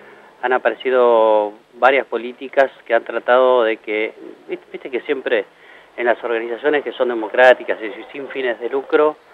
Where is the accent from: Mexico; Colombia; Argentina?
Argentina; Morón, Buenos Aires Province; No, yo no soy de Moreno, soy de Morón.